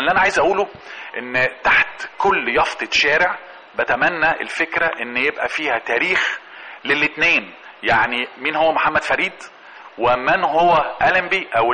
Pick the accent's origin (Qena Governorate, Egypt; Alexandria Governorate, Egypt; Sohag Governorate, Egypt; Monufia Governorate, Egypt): Alexandria Governorate, Egypt; Alexandria; فتجدي مثلا عندنا في الإسكندرية